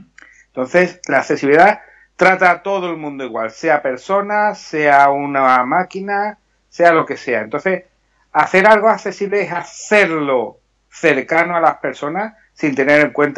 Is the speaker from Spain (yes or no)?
yes; Seville, Andalusia, Spain; Hombre, en mi tierra, yo soy sevillano